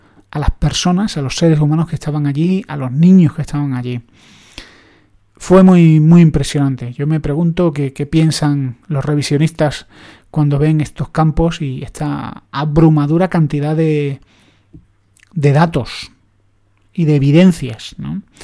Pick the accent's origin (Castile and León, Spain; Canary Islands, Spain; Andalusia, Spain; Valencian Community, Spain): Andalusia, Spain; Yo que soy andaluz y subo ya de...